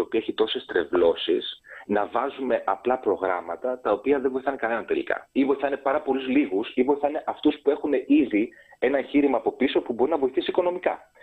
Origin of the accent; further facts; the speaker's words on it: Greece; now in Belgium; στο Βέλγιο, στο οποίο ζω επίσης και 60% του χρόνου μου, γιατί είμαι Έλληνας διασποράς τα τελευταία 10 χρόνια.